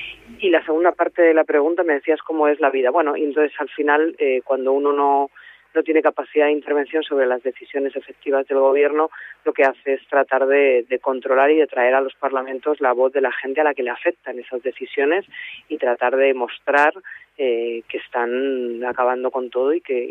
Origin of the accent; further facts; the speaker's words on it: Rivas-Vaciamadrid, Community of Madrid, Spain; Bueno, en mi caso yo soy de Rivas y me movía en el ámbito de los movimientos juveniles y de la militancia de barrio